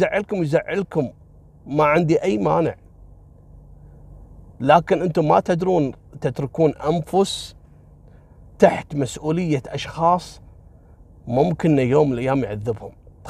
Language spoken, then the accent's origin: Arabic; Kuwait; وألقوا القبض عليها هني عندنا في الكويت